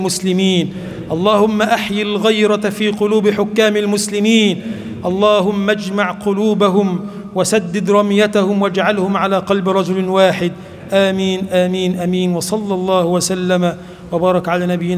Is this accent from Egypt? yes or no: yes; Egypt; اللهم اجعل بلدنا مصر بلدا آمنا مطمئنا